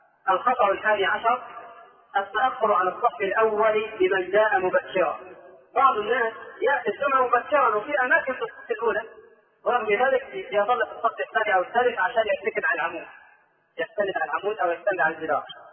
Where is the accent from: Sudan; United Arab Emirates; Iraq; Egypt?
Egypt; ترى كثيرا من الناس لا سيما عندنا في مصر